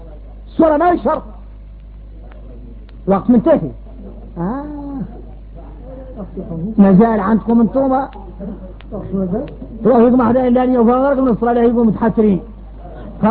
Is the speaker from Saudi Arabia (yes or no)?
no; Mauritania; لباس احنا موريتاني اذا خارجنا غريب